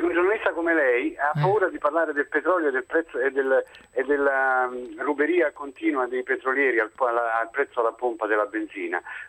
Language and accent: Italian; Salerno, Campania, Italy; now in Rome, Italy; io abito a Roma da oltre 40 anni e sono originario di Salerno.